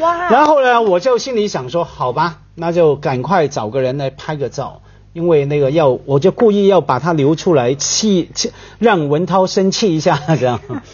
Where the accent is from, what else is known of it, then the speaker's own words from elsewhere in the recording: Hong Kong; 我们香港人有一句话说：“趁你病要你命。”